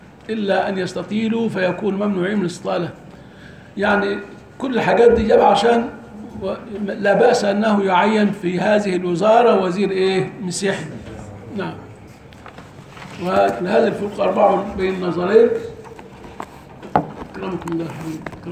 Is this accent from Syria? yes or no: no; Egypt; لان احنا عندنا في مصر احيانا قد يولى